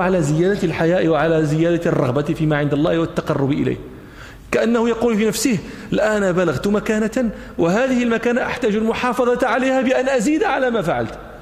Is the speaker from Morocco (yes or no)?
yes; Morocco; ونحن في التراويح عندنا في المغرب يعني لابد أن نختم نقرأ بحزب